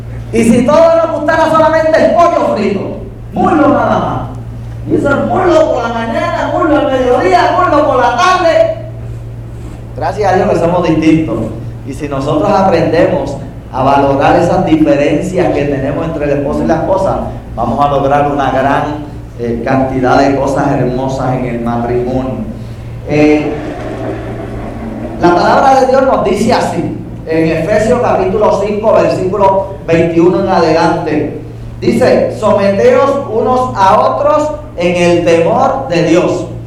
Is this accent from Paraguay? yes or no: no; Yabucoa, Puerto Rico; crecimos en Yabucoa y nos quedamos en Yabucoa. Pero estuve en Mayagüez unos cuantos años, en el Colegio de Agricultura y Artes Mecánicas de Mayagüez, estudiando ingeniería